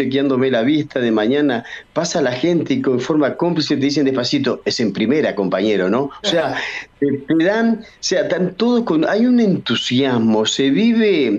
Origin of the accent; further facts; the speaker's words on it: Uruguay; Soy uruguayo y tengo los documentos al día. Si voy a cualquier lugar de Uruguay puedo votar porque ahí está registrada mi credencial.